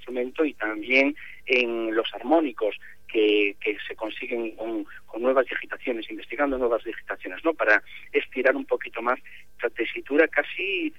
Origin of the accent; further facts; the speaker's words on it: Poio, Galicia, Spain; born there; aquí en Pontevedra, en Pollo, justamente donde yo nací